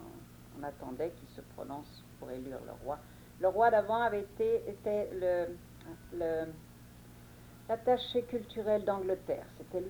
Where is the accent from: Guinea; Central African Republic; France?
France; moved away as an adult; also born or lived in Brazil; J'ai quitté la France, comme beaucoup de personnes de mon âge, quand j'avais 19 ans, au moment de l'arrivée des Allemands en France. Je suis partie en Amérique du Sud, au Brésil, où j'ai rencontré mon mari